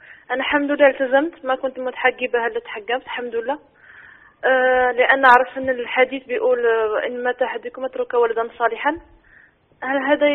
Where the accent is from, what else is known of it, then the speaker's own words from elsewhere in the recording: Morocco; من المغرب شيخ، تشرفت نتكلم معك